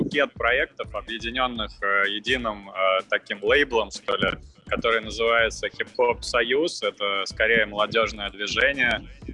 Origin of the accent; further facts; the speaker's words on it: Moscow Oblast, Russia; now in Moscow, Russia; Я родом из Подмосковья, из ближайшего, сам сейчас в Москве базируюсь